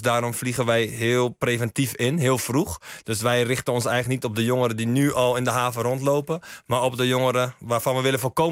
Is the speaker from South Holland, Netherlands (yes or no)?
yes; Schiedam, South Holland, Netherlands; ik kom uit Schiedam, regio Rotterdam. Maar inderdaad wel veel bewogen en opgegroeid in een aandachtswijk. Waar ook veel sociale tekortkomingen helaas waren.